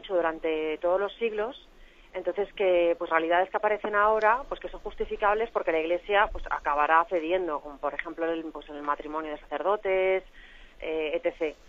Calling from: Madrid, Community of Madrid, Spain; de Madrid.

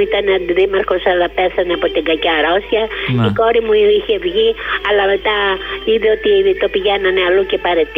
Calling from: Patras, Western Greece, Greece; είμαι η κυρία από την Πάτρα που εμίλησαμε

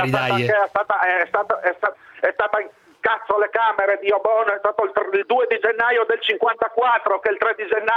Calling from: Udine, Friuli-Venezia Giulia, Italy; Non sono da Lucca, sono da Udine.

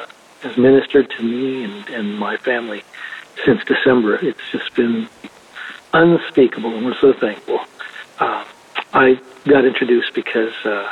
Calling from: Florida, United States; I'm calling from Florida.

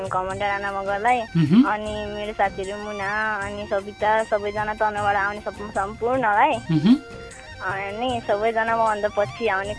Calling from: Tanahun, Gandaki Province, Nepal

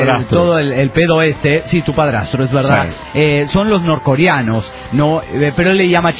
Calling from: Trujillo, La Libertad, Peru; de Trujillo, Perú.

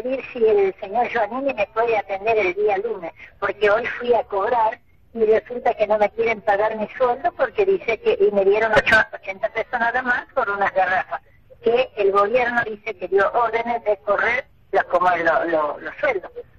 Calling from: Isidro Casanova, Buenos Aires Province, Argentina; de Casanova.

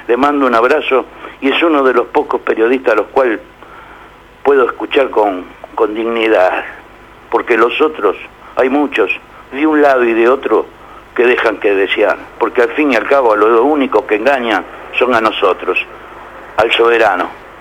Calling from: Buenos Aires, Argentina; de la Boca.

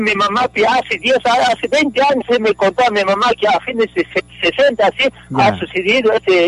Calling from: Moquegua, Peru; also born or lived in Puno; Estoy llamando de Moquegua.

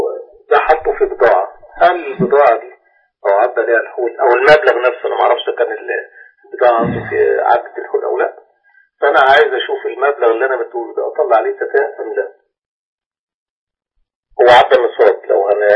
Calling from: Riyadh, Riyadh Province, Saudi Arabia; من الرياض

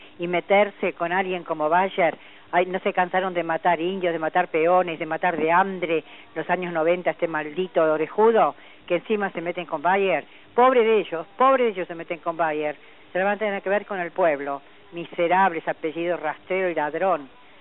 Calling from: Buenos Aires, Argentina; de Parque Chacabuco

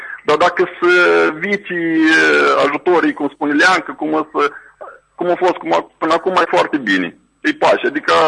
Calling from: Anenii Noi, Anenii Noi District, Moldova; de la Anene Noi.

